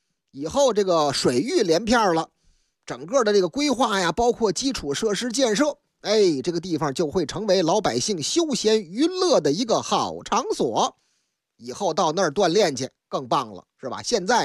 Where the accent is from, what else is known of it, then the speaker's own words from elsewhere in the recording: Beijing, China; 不过说起来还得首先说咱的老乡，老家呢是大北京啊。